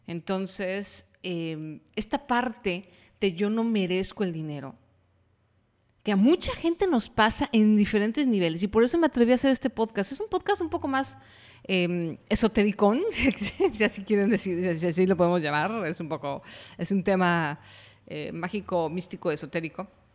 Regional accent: Mexico; Por ejemplo, en mi país, que es México, hay mucho esta idea, por lo menos en la generación en la que yo crecí

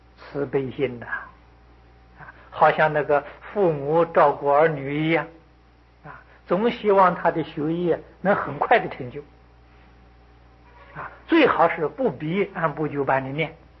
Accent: China; 我们中国人

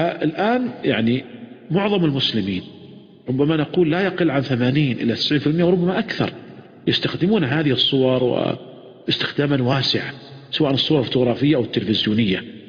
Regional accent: Saudi Arabia; ولذلك كان قديما عندنا في المملكة العربية السعودية، وأذكر ذلك لما يعني كنت صغيرا

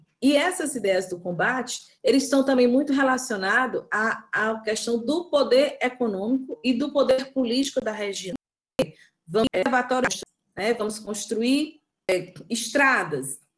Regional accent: Northeast Region, Brazil; a gente também foi, enquanto nordestina, assumindo essa imagem como uma imagem acertada

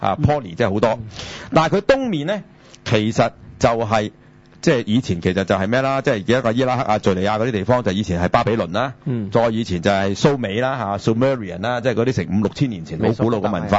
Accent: China; 因為遷就我哋中國人啊，我哋中國人就

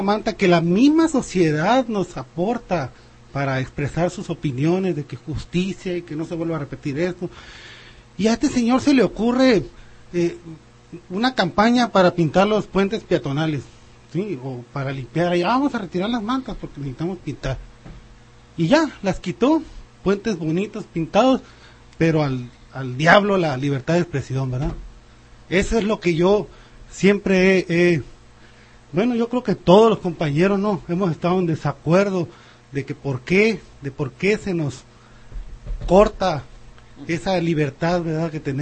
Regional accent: Ciudad Obregón, Sonora, Mexico; Ellos eran vecinos de mi infancia allá en Ciudad Obregón. Yo soy de Ciudad Obregón.

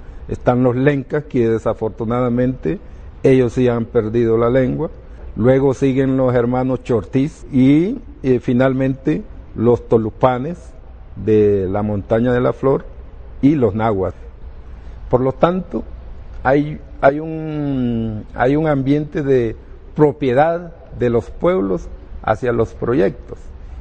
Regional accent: Honduras; first language Garifuna; Spanish is a second language; Tratamos de manejar en un 60% nuestra lengua materna, que es el garífuna. Es un pueblo con su propia identidad cultural.

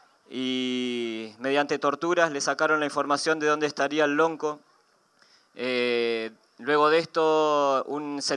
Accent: Argentina; vengo del territorio del Puel Mapu, parte del Wal Mapu.

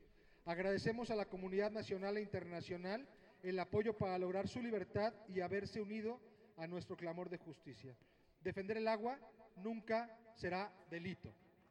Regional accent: Guanajuato, Mexico; en Guanajuato, de donde yo vengo

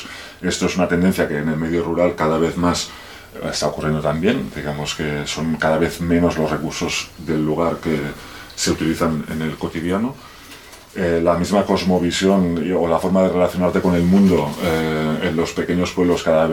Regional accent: Barcelona, Catalonia, Spain; yo me crié en Barcelona y hace unos 20 años, ahora 20 años que vivo en entornos de montaña, pues en núcleos abandonados, sobre todo por el Pirineo, aunque también viví unos años en las montañas de Prades, en el interior de Tarragona.

